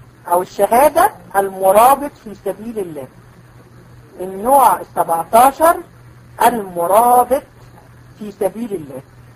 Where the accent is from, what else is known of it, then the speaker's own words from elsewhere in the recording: Egypt; المرجئة دول موجودين عندنا في مصر؟ احنا في الحقيقة هدير يعني عندنا منهم كتير جدا.